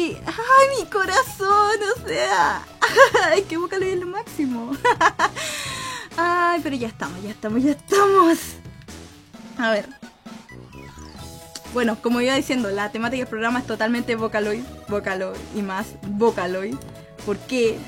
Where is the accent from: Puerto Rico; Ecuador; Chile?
Chile; soy de Chile, entonces voy a estar usando muchos modismos chilenos